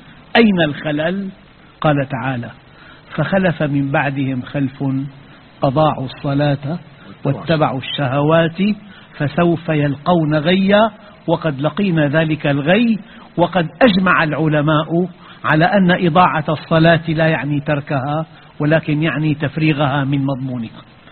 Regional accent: Syria; عندنا في الشام

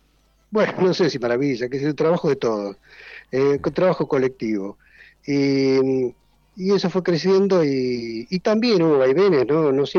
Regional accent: Buenos Aires, Argentina; now in Salto, Argentina; soy de Buenos Aires, caí acá en Salto

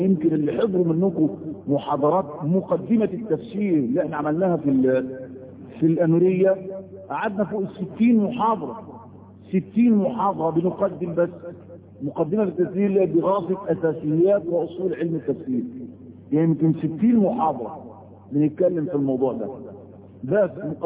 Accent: Egypt; وده موجود حتى عندنا في مصر

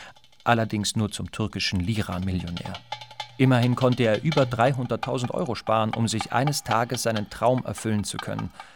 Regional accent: Afghanistan; in meiner Heimat Afghanistan.

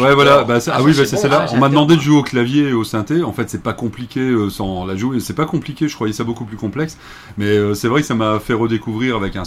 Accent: Brittany, France; Vous savez, je viens de Bretagne, c'est pareil

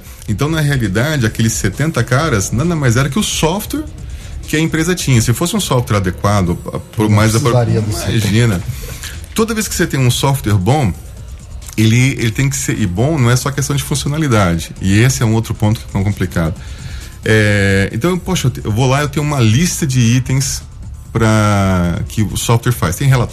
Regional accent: Ilha Solteira, São Paulo, Brazil; born there; also born or lived in Rio de Janeiro / Goiás; eu nasci em Ilha Solteira, interior de São Paulo, mas eu morei no Rio de Janeiro, eu morei na Praia de Itaorna, morei em Goiás, em Tumbiara, Caldas Novas, Brasília, Goiânia.

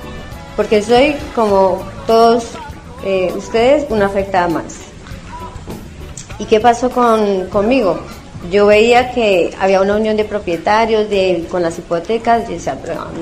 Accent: Colombia; moved away as an adult; now in Spain; en nuestros países, bueno, yo soy de Colombia

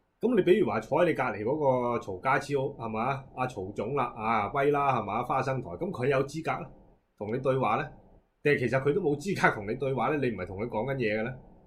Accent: Hong Kong; accent: Guangzhou; 其實我係有曬入學記錄噶，我喺香港讀幼稚園、讀小學、中學。

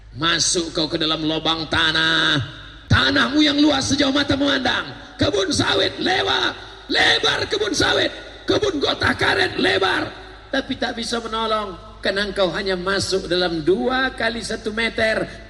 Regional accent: West Sumatra, Indonesia; Saya bukan orang Melayu Pak Ustaz. Saya orang Minangkabau.

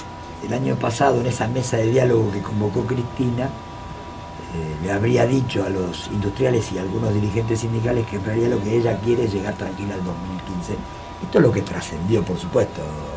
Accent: Argentina; como los argentinos somos los más grandes que hay

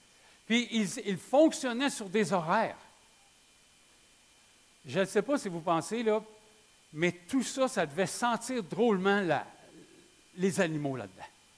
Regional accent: Quebec, Canada; pour nous, en tant que Québécois, ça n'a pas de sens nécessairement

